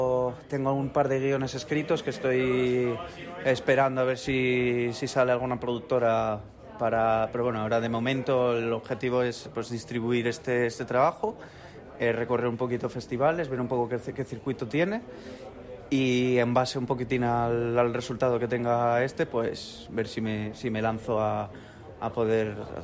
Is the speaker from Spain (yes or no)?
yes; Gijón, Asturias, Spain; yo que soy de Gijón, de aquí de toda la vida